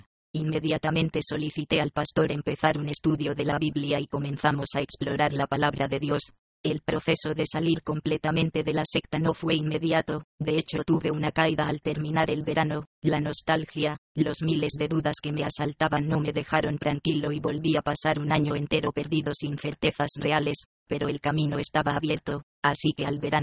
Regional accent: Granada, Andalusia, Spain; Un verano, en Granada, mi tierra natal, buscando y buscando

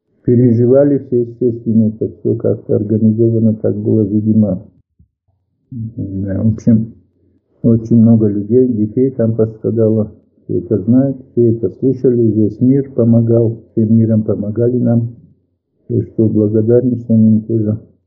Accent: North Ossetia–Alania, Russia; also born or lived in Dushanbe, Tajikistan; через 3 года мы приехали в Осетию, вернулись домой, и вот с тех пор, например, здесь пошел в детский садик в горах у нас там, и потом в школу пошел, закончил школу

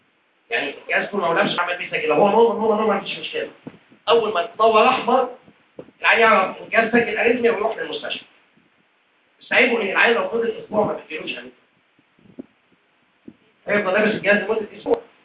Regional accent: Egypt; دي حاجة موجودة بره بس مش موجودة عندنا في مصر

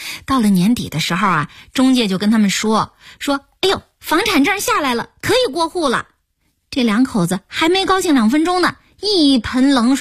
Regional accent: Shandong, China; 我是胶东那边的人，

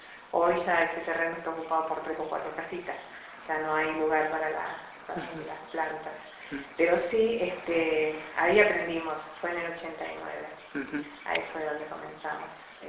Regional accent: Alvear, Corrientes, Argentina; yo vengo de Corrientes, yo vivía frente a Brasil, Alvear, un pueblito que está frontera con Itaquí, Brasil, pasando Uruguayana, pasando Rosales Vivi. Es un pueblo chiquito, nosotros no hablamos el guaraní, hablamos más el portugués que el guaraní. Yo nací y me crié ahí

